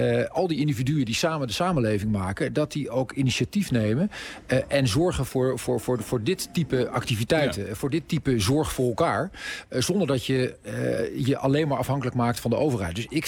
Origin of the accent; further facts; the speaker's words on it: Zeist, Utrecht, Netherlands; Ik ben in Zeist opgegroeid